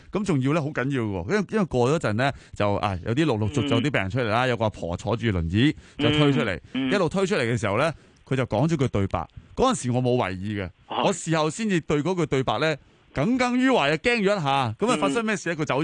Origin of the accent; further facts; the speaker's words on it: China; 但系我哋中国人不嬲觉得咧，聚就系福嚟噶嘛